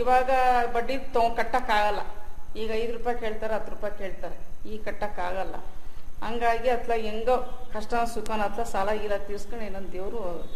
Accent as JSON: {"language": "Kannada", "town": "Bhadravati", "region": "Karnataka", "country": "India", "tie": "born or raised there", "said": "ನಮ್ಮದು ಇದೇ ಊರೇ, ಹುಟ್ಟಿ ಬೆಳೆದಿದ್ದೆಲ್ಲ ಇದೇ ಊರಲ್ಲೇ. ಮದುವೆ ಮಾಡಿಕೊಟ್ಟಿದ್ದು ಚಿಕ್ಕಲ್ಲಲ್ಲಿ, ಈಗ ಗಂಡನ ಮನೆ ಈಗ ಇಲ್ಲ, ತಾಯಿ ಮನೆಗೆ ಮನೆ ಕೊಟ್ಟಿದ್ದಾರೆ, ಇಲ್ಲೇ ಮನೆ ಮಾಡ್ಕೊಂಡು ಇಲ್ಲೇ ಕೆಲಸ ಮಾಡ್ಕೊಂಡಿದ್ದೀನಿ."}